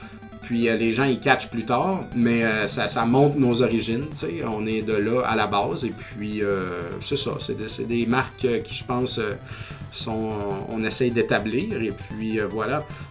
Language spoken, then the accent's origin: French; Quebec, Canada; Quand j'étais jeune en Beauce, je me souviens pas que ça a été accessible ou qu'il y ait des cours de boxe ou des affaires.